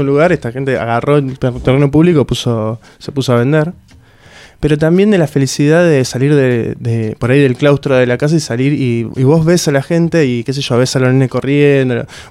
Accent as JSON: {"language": "Spanish", "town": "San Justo", "region": "Buenos Aires Province", "country": "Argentina", "said": "Son viajes, yo soy de San Justo, ¿no? Entonces viajo cada tanto a ver a mi familia"}